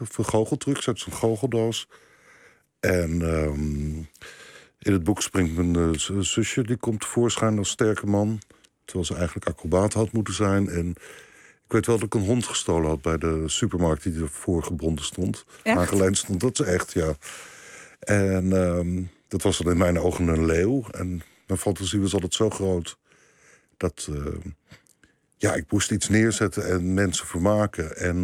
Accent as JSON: {"language": "Dutch", "town": "Leiden", "region": "South Holland", "country": "Netherlands", "said": "Ik kom niet uit Rotterdam, maar ik kom uit Leiden."}